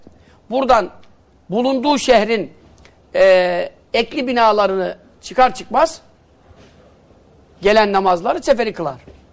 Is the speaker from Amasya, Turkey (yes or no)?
no; Yeğenli, Giresun, Turkey; Yeğenli köyündenim ben. Çocukluğumda gittiklerimde çok da gidemedim, hakkını veremedim yani memleketimin.